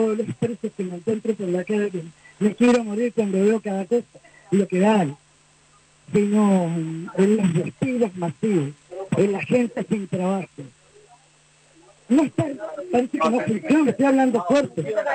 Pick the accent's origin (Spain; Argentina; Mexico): Argentina; now in Cuba; Soy argentina, vivo en Cuba desde el año 94